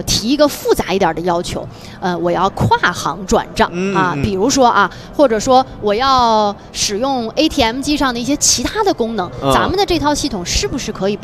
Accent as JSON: {"language": "Chinese", "country": "China", "said": "对于我们中国人来说"}